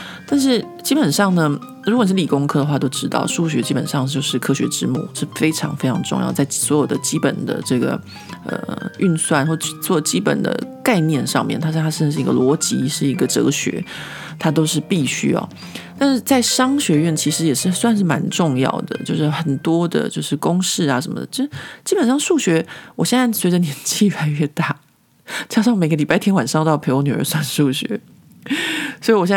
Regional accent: Taiwan; 我觉得就是身为一个台湾人听到应该会觉得非常非常的夸张

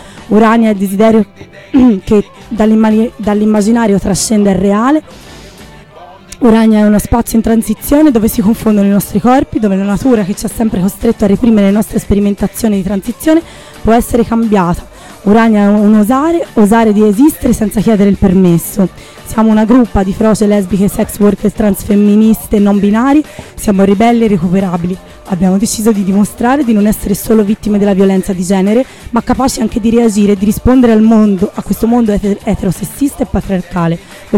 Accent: Florence, Tuscany, Italy; Scusi, noi siamo fiorentini.

